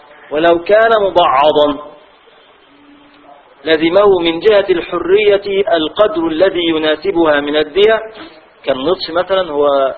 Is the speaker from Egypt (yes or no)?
yes; Egypt; دي بتاعتنا احنا مصرية